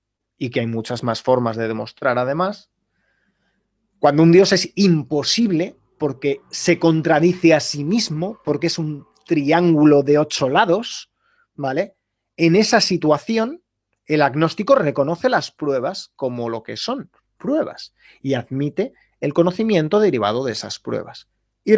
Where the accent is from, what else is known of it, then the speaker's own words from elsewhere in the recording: Valladolid, Castile and León, Spain; now in Seville, Spain; soy de Valladolid, estudié en León y ahora mismo vivo en Sevilla.